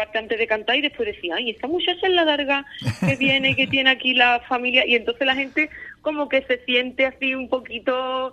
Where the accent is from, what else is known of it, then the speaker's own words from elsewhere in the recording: Andalusia, Spain; como toda la zona que yo era de aquí, o sea, es que yo era la única que había de la zona de la sierra, sí, de Cádiz